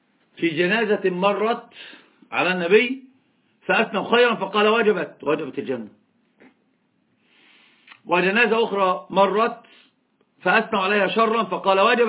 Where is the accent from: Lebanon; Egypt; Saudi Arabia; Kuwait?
Egypt; أنا أتكلم اللغة العربية كثيرا، حتى الإخوة ممكن ما يعرفون من أين أنا. أنا من مصر. قلت له أنا من مصر.